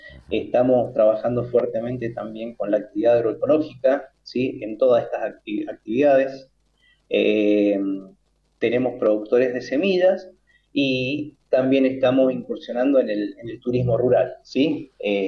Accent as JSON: {"language": "Spanish", "region": "Mendoza", "country": "Argentina", "said": "porque somos del Valle de Uco"}